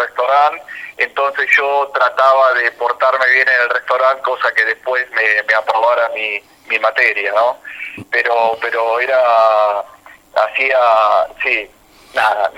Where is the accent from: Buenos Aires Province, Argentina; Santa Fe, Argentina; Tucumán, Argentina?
Buenos Aires Province, Argentina; Carlos Tejedor; born there; nací en Carlos Tejedor, provincia de Buenos Aires, un pueblito ubicado al noroeste de la provincia, que tiene aproximadamente unos 11.500 habitantes. De chiquito vivía en el campo y, bueno, las escuelas rurales, iba a la escuela a caballo